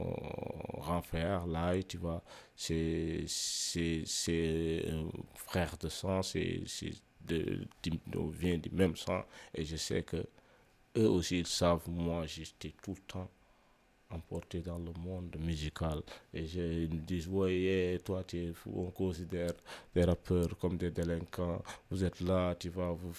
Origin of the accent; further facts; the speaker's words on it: Mauritania; Je viens de la Mauritanie, bon, voilà, Mauritanie, République islamique Mauritanie, comme ils disent, République islamique, donc voilà. Je suis un négro mauritanien de l'autre côté du fleuve.